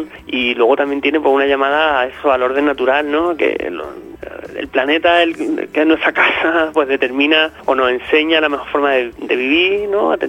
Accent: Granada, Andalusia, Spain; No somos de Nashville, ¿no? Por mucho que nos guste la música de Nashville, somos de Granada.

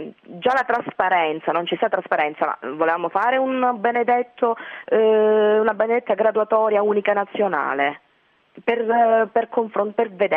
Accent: Calabria, Italy; Quindi io sono calabrese

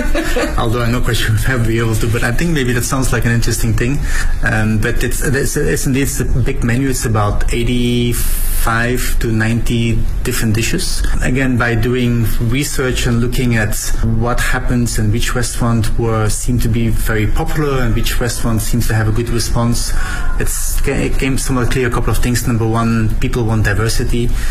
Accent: Belgium; I'm from Belgium

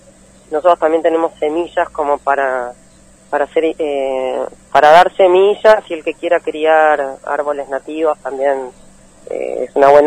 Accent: Buenos Aires, Argentina; born there; acá de Buenos Aires, yo nací en Buenos Aires

